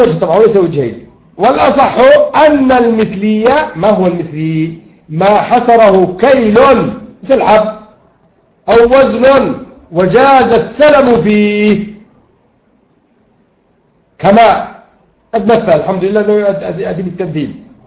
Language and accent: Arabic; Yemen; لكن إذا أتلف علي مثلا جنبية مثلا عندنا في اليمن